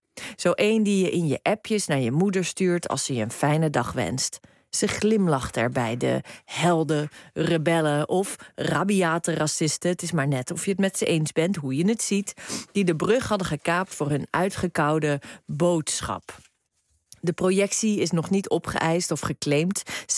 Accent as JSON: {"language": "Dutch", "town": "Rotterdam", "region": "South Holland", "country": "Netherlands", "tie": "born or raised there", "said": "in mijn thuisstad Rotterdam"}